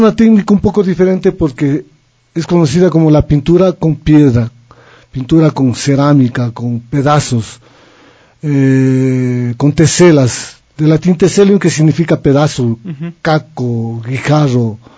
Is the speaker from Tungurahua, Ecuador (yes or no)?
no; Riobamba, Chimborazo, Ecuador; Yo cuando era muchacho viajaba a dedo de Riobamba, porque soy de Riobamba